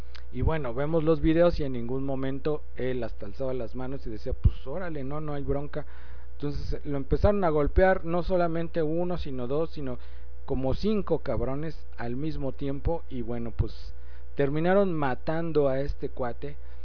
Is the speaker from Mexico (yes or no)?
yes; Mexico; pero creo que bueno, pues si somos mexicanos, todo el mundo está igual, no manchen.